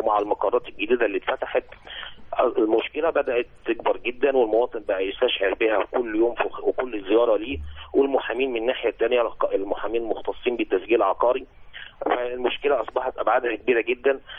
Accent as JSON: {"language": "Arabic", "country": "Egypt", "said": "احنا عندنا في مصر بنخضع لقانون الخدمة المدنية"}